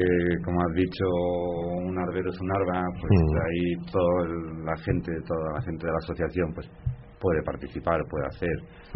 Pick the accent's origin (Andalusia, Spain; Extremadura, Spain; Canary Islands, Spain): Extremadura, Spain; en las Urdes, un señor extremeño, mi tierra, con su boina